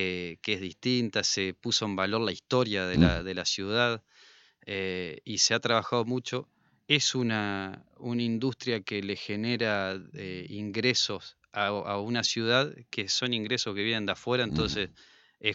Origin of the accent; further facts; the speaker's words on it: Salta, Argentina; Pero no, pasa, yo soy de Salta y me tomo un avión a Buenos Aires